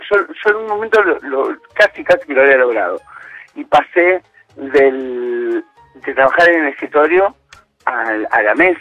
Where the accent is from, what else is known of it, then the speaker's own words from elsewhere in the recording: Pilar, Buenos Aires Province, Argentina; Yo soy de Pilar.